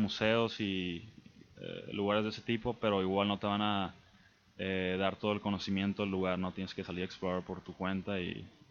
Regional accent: Mexico; also born or lived in United States; yo soy mexicano, pero me crié aquí en México, pero nací en Estados Unidos y pues regresé a Estados Unidos.

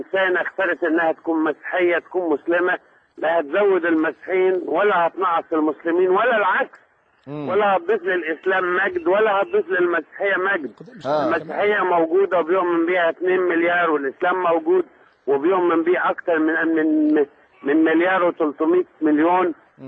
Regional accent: Egypt; احنا مصريين

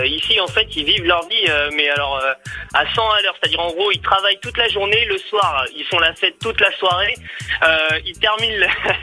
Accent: Paris, Île-de-France, France; Ils sont super contents quand on leur dit qu'on vient de Paris.

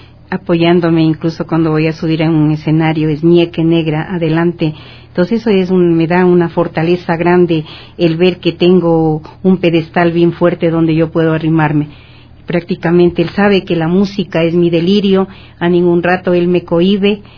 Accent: Amaguaña, Pichincha, Ecuador; born there; mi tierra preciosa, la que me vio nacer, tenga una carta de representación y digan, bueno, a través de la música de … sí existe en el terruño Amaguaña.

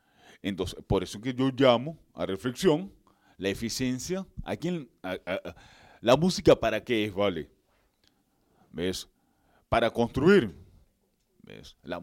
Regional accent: Venezuela; de que si somos venezolanos.

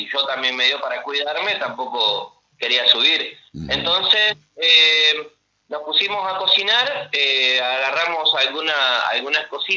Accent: Mendoza, Argentina; now in Concordia, Argentina; Pasa que llegamos a Concordia, yo soy mendocino.

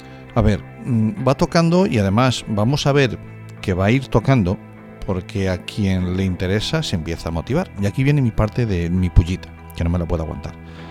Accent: Galicia, Spain; Y como decimos en mi tierra, a carallo.

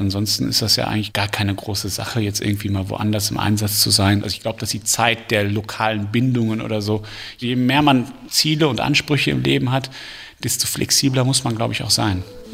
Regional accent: Rhineland, Germany; now in Austria; Und das Rheinland ist halt einfach meine Heimat, auch wenn man Hauptwohnsitz in Österreich ist.

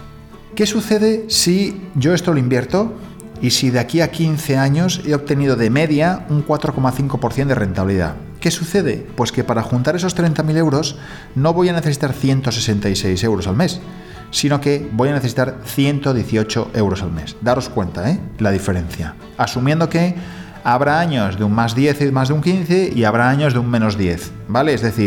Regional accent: Spain; algo que el español, por norma, no está acostumbrado a hacer, porque somos más

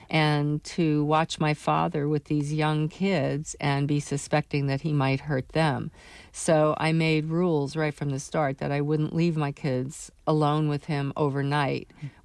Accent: New York, United States; For example, I grew up in New York City

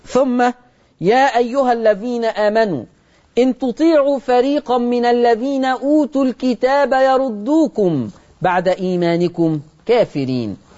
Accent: Egypt; accent: Egyptian; ودي لهجتنا كمصريين على فكرة

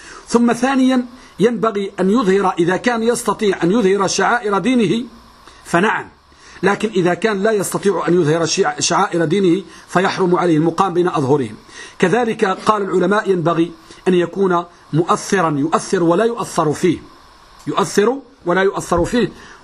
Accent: Morocco; يوجد بعض البلدان عندنا بالمغرب أن النساء لهن وشم في وجوههن

